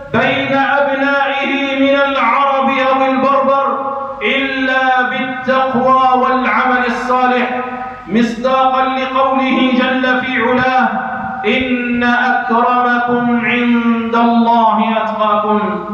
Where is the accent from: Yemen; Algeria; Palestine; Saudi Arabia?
Algeria; تستغل أوضاع بلادنا الجزائر